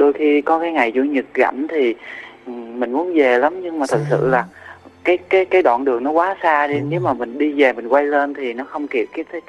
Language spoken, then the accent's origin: Vietnamese; Sóc Trăng, Vietnam; now in Tây Ninh, Vietnam; Quê em ở tỉnh Sóc Trăng.